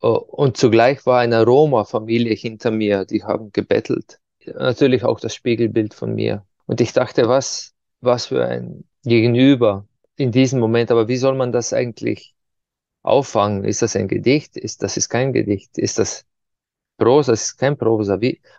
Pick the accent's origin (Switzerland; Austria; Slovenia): Slovenia; Ptuj; die bei uns in der Stadt, wo ich herkomme, Ptuja, ja, bei Fastnacht, den Winter vertreibt.